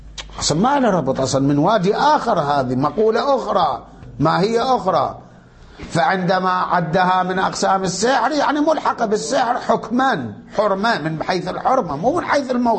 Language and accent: Arabic; Iraq; احنا عندنا بالعراق كان يقولوا له ملبس